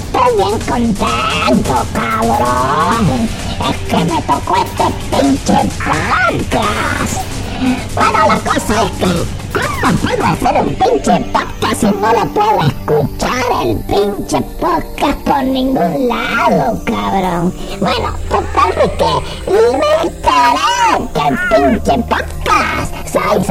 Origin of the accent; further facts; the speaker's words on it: Guatemala; Quiero saludar a toda la gente de Guatemala porque yo soy guatemalteco.